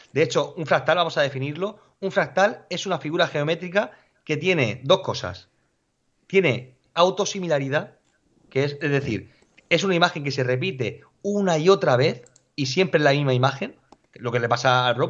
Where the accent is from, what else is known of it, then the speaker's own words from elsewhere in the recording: Molina de Segura, Region of Murcia, Spain; Yo soy de Molina Segura y aquí no ha nevado, no ha nevado.